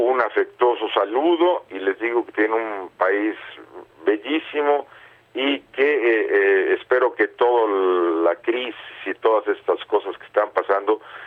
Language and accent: Italian; Mexico; now in Italy; io che non pensavo mai di emigrare del mio paese, sono più di 30 anni che vivo in Italia. Sono tornato nel Messico perché insegnavo all'università